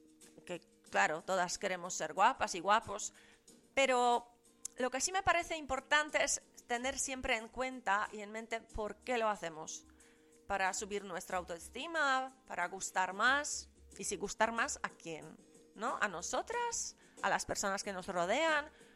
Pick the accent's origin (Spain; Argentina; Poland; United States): Poland; Yo vengo de Polonia socialista, ¿sabéis?